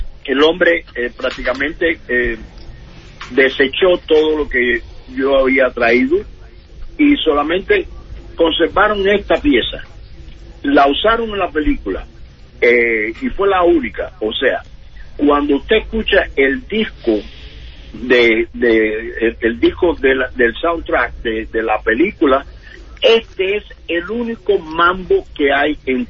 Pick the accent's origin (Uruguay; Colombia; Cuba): Cuba; moved away as an adult; yo soy cubano, yo acabo de llegar de Cuba, toco música, yo tenía 41 años